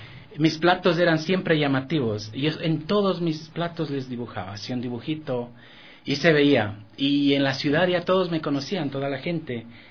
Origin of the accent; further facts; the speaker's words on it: Ambato, Tungurahua, Ecuador; moved away as an adult; now in Europe; Soy oriundo de Ambato, la provincia de Tungurahua, y pues tuve la suerte de irme a Europa y seguí con mi profesión allá